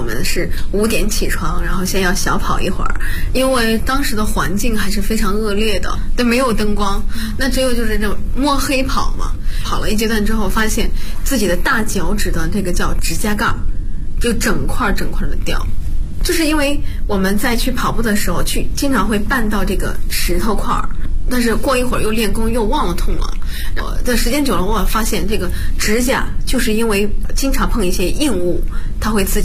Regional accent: Bozhou, Anhui, China; 我是华佗五禽系第59代传承人，我来自安徽亳州。

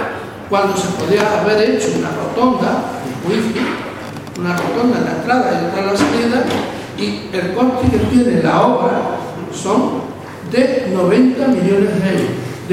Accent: Tarifa, Andalusia, Spain; Decía que vengo de Tarifa, de Punta Europa, me ha costado más venir que el libro.

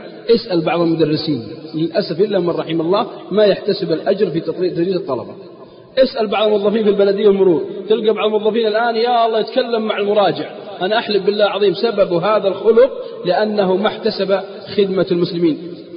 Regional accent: Al-Qassim, Saudi Arabia; عندنا في القصيم يقول مالي شغل

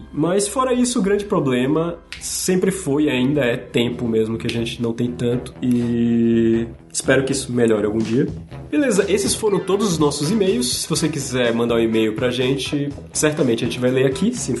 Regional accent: Northeast Region, Brazil; Inércia, vou falar, fazer que nem nordestino que eu sou.

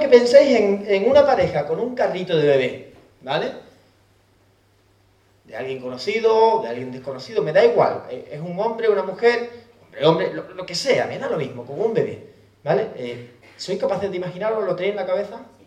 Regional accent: Cádiz, Andalusia, Spain; Yo soy de Cádiz y pongo la playa, porque me he criado en la playa.

